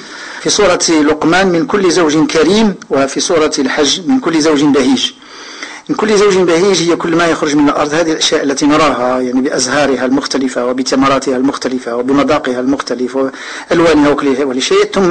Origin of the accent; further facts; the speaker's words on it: Morocco; كانوا النساء عندنا في المغرب كيفوروا كيعملوا كسكس على هذا الربيع